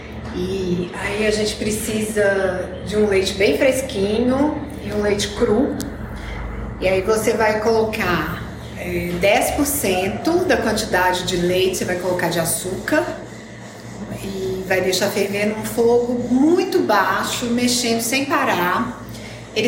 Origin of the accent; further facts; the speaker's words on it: Sete Lagoas, Minas Gerais, Brazil; also born or lived in Passos; Eu sou mineira, nasci em Passos, mas morei a maior parte da minha vida em Sete Lagoas, que é próximo a Belo Horizonte, capital de Minas.